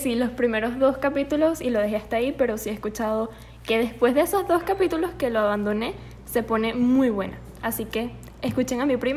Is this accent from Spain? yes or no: no; Venezuela; now in Monterrey, Mexico; ella es Babi, somos primas, somos de Venezuela y actualmente estamos viviendo en Monterrey estudiando diseño de modas.